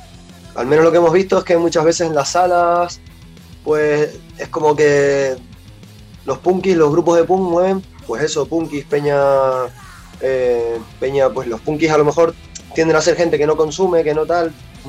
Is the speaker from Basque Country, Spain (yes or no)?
yes; Basque Country, Spain; porque venimos del País Vasco, que es todo lo contrario